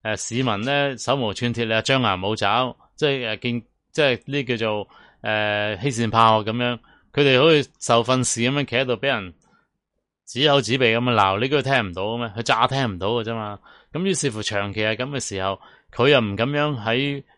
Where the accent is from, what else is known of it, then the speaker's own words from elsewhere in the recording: Hong Kong; 就等我哋香港人咧觉得共产党治港咧